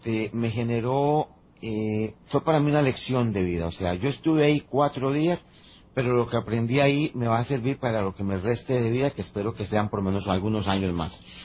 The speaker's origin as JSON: {"language": "Spanish", "country": "Costa Rica", "said": "yo digo ahora que soy un ciudadano costarricense con doble nacionalidad, también soy saharaui"}